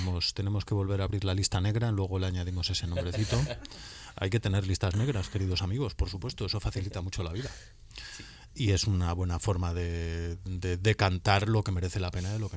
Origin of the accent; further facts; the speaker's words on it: Vigo, Galicia, Spain; Yo también soy vigués, yo también veo territorios periféricos